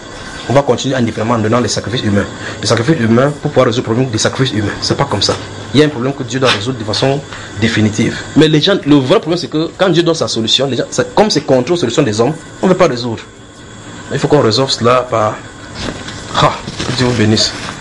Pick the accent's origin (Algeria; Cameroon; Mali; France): Cameroon; Si tu es Camerounais, je suis Camerounais.